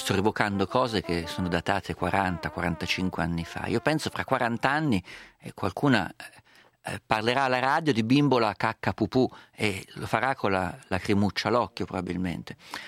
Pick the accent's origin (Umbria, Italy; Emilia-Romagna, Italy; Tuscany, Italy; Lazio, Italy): Umbria, Italy; io vengo dall'Umbria, che è molto collinosa, quindi le trovavo le discese.